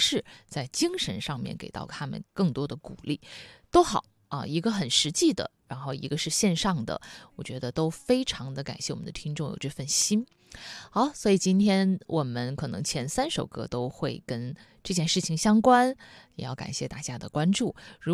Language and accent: Chinese; Wuhan, Hubei, China; 去到了我的家乡武汉